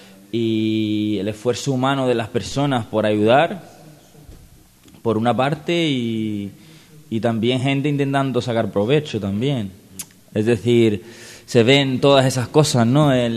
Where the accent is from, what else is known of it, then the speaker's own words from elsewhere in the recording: Cyprus; yo vengo de Chipre.